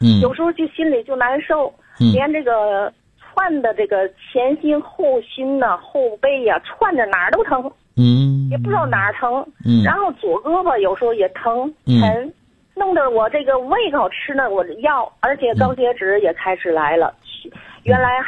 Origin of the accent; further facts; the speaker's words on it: Tianjin, China; 我是天津的。